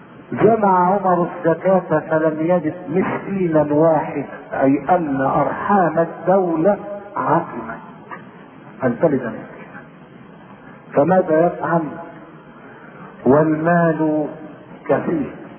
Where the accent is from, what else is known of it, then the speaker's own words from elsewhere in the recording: Shubra Khit, Beheira, Egypt; نشأت في مدينة شبرا فيه وهي اقل من المدينة وفوق القرية، وكان اكثر رجالها يعملون بالتجارة